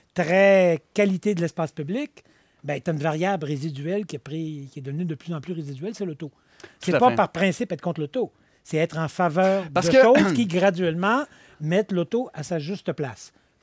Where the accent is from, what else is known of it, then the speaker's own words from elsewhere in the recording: Quebec, Canada; Non, mais je suis Québécois, là.